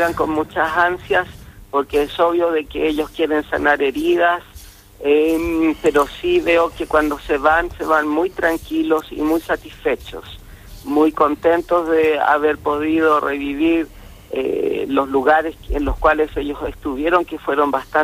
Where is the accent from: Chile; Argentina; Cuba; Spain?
Chile; Santiago, Santiago Metropolitan Region; also born or lived in Punta Arenas; now in Falkland Islands; Sí, soy de Santiago de Chile. Pero antes de venirme acá a las islas, yo estaba viviendo en Punta Arenas.